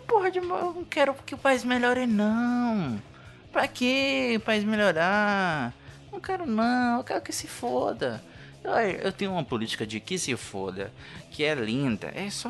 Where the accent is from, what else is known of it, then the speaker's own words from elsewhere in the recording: Bahia, Brazil; accent: Bahian; desculpa o sotaque de baiano também, né? Eu sou baiano, eu tenho vergonha de ser baiano.